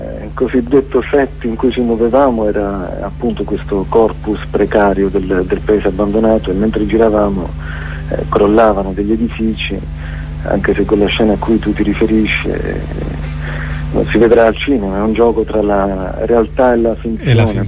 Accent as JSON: {"language": "Italian", "region": "Basilicata", "country": "Italy", "said": "Io sono lucano e vivo non molto distante lì da Cracco, questo paese abbandonato"}